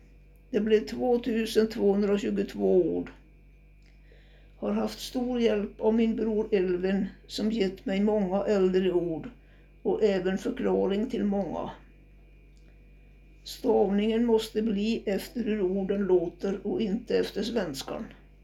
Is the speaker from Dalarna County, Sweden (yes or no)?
yes; Storsäten, Dalarna County, Sweden; accent: Idre dialect; Den 18 juli 1935 föddes jag i gamla skolan i Storsäten hos farmor och farfar.